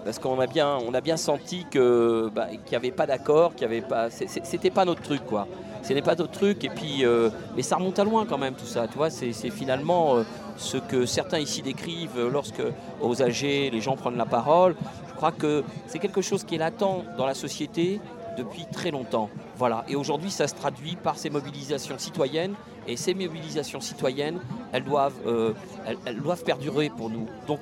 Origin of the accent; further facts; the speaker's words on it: Paris, Île-de-France, France; Alors moi je suis un titi parisien, militant associatif depuis une trentaine d'années